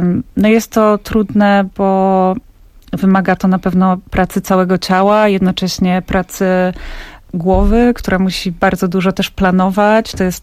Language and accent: Polish; Podlaskie Voivodeship, Poland; jestem z Podlasia, więc tam za bardzo okazji do tego nie było.